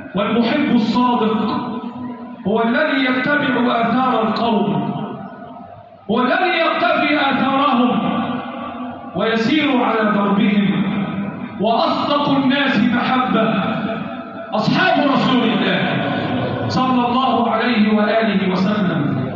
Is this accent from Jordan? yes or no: no; Egypt; اللهم احفظ بلدنا مصر وسائر بلاد